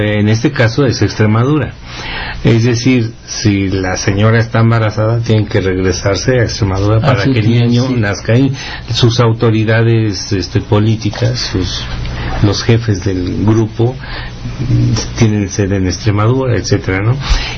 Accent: San Luis Potosí, Mexico; aquí en nuestro país, San Luis Potosí

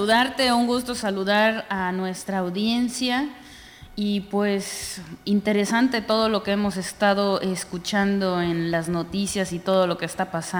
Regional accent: Mexico; Sí, la comparto como mexicana

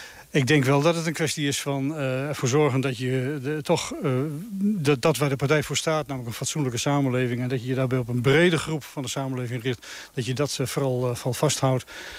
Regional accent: Zwolle, Overijssel, Netherlands; En dat maakt je als Zwollenaar toch wel extra trots, ja, zeker.

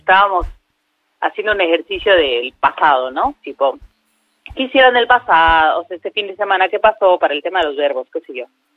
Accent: Cochabamba, Bolivia; De Cochabamba.

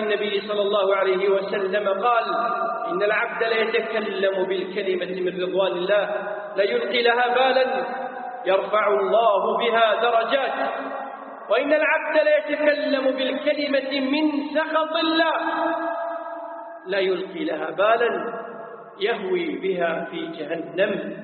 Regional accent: Kuwait; يسمون عندنا في الكويت فلاني هذا هو الثرثار

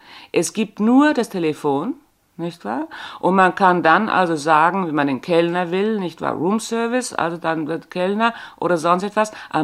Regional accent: Bavaria, Germany; accent: Bavarian; ich kann schon noch das Bayerische, gell? Sie kann schon noch, aber merken tut man es nicht mehr. Ich bin also eine bayerische Landperson

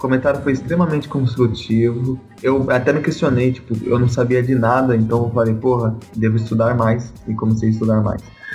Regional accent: Camaçari, Bahia, Brazil; Tenho 22 anos. Sou de Camaçari, Bahia.

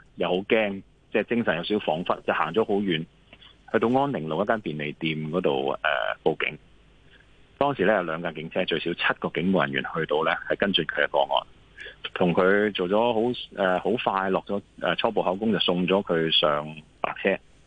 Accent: Hong Kong; 作为香港人

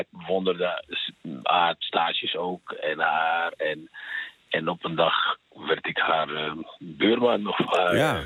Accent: Algeria; first language French; Dutch is a second language; now in Netherlands; En ik spreek ook Frans. Ik ben Algerijn van oorsprong, dus ik sprak Frans. Dat was mijn moedertaal ook.

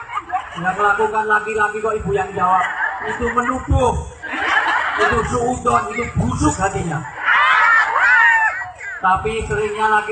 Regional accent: Java, Indonesia; Saya orang Jawa.

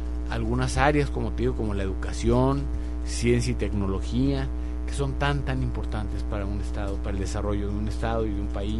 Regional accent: Mexico; somos más los mexicanos que queremos vivir bien, que queremos vivir en paz, que no queremos violencia

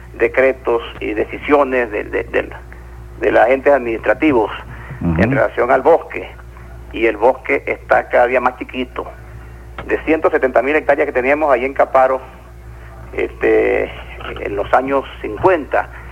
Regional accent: Barinas, Venezuela; now in Mérida, Venezuela; De Santa Bárbara, pero criado en el barrio Coromoto.

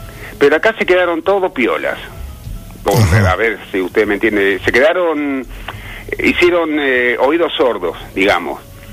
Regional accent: Epecuén, Buenos Aires Province, Argentina; born there; Yo te digo porque yo nací en el Pecuén. Yo tenía 18 años y medio cuando se inundó Pecuén.

